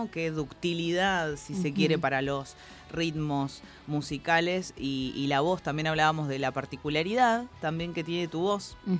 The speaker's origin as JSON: {"language": "Spanish", "town": "Villa Elisa", "region": "Buenos Aires Province", "country": "Argentina", "tie": "born or raised there", "said": "yo me crié en Villa Elisa también."}